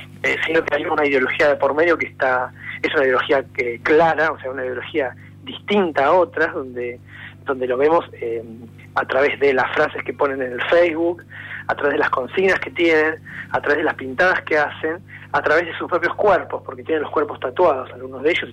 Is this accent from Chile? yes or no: no; Mar del Plata, Buenos Aires Province, Argentina; Acá está hablando … de Mar del Plata. Soy el presidente de AMADI, Asociación Marplatense de Derechos por la Igualdad.